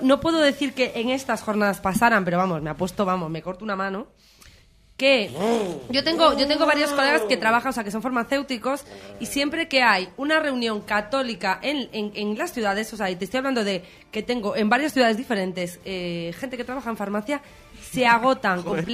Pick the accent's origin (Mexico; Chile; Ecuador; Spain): Spain; Somos, bueno, los españoles en general.